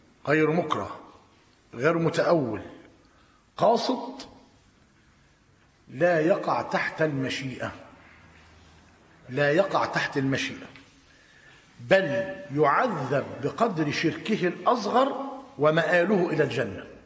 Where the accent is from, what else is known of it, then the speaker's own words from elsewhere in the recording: Tanta, Gharbia, Egypt; خد بالك، عندنا في طنطا أنا قريب منه